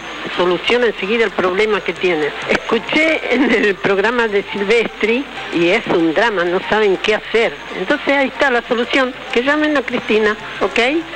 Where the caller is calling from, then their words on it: Buenos Aires, Argentina; de Almagro.